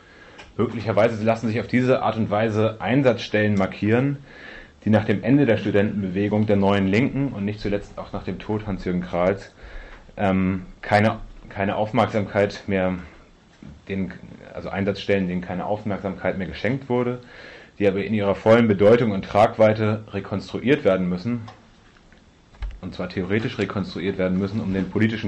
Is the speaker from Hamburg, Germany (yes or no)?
yes; Hamburg, Germany; Für uns als Hamburger war das jetzt nicht so alles selbstverständlich, wir müssen uns da gewissermaßen von außen einarbeiten.